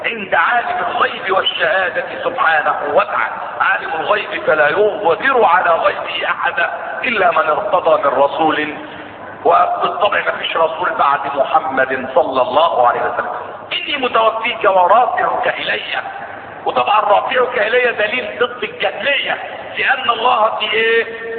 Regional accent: Egypt; إن إحنا كمصريين هنا

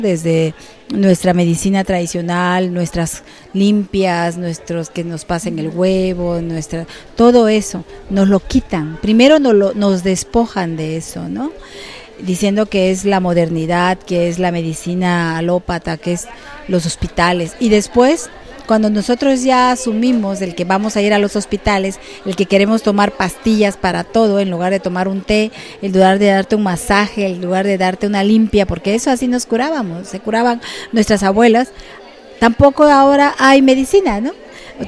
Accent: Juchitán, Oaxaca, Mexico; soy del Istmo de Tehuantepec, de Juchitán. Pertenezco al pueblo indígena Binizá.

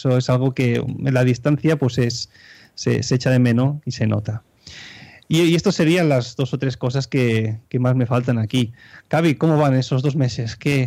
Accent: Spain; now in Switzerland; todos nosotros que somos españoles y vivimos en el extranjero, tenemos una ventaja en relación a los autóctonos

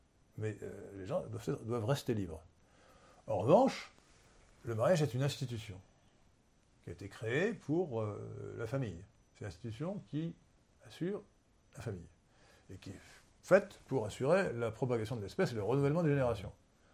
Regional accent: Brittany, France; now in Versailles, France; j'ai une patrie bretonne, une patrie versaillaise, parce que je suis un breton immigré, si je puis dire, à Versailles.

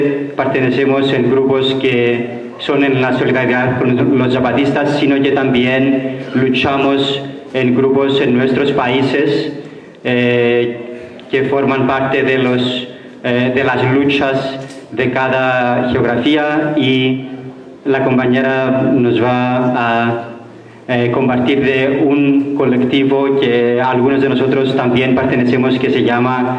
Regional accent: Cyprus; Spanish is a second language; nuestro colectivo nació en el año 2018, en donde venimos cuatro personas de Chipre como observadores de los derechos humanos. Trabajamos con Fraiba. Todavía no estamos seguros si fuimos los primeros chipriotas en el territorio zapatista.

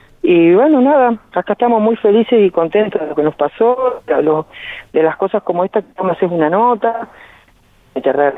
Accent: Argentina; como argentino, estoy muy orgulloso de la Argentina que tenemos

